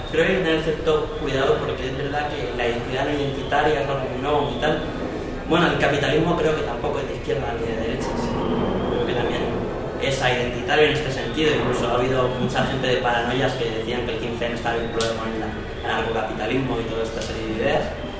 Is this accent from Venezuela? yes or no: no; Madrid, Community of Madrid, Spain; Yo soy de Madrid, tengo una historia medio rara. Soy de Madrid, estuve en el movimiento Ocupa mucho tiempo. Me fui a estudiar a Andalucía